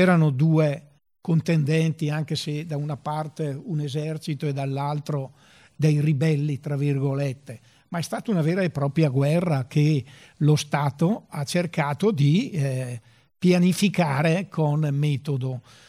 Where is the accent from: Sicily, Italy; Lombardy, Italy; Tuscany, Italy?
Lombardy, Italy; Brescia; Io sono bresciano, come avrete capito